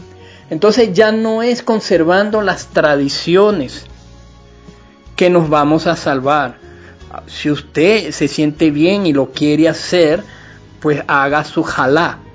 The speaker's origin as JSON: {"language": "Spanish", "country": "Venezuela", "said": "no somos judíos de nacimiento, somos venezolanos con ascendencia española, haitiana, en fin, de República Dominicana, de Estados Unidos, del Caribe, de África, indígena."}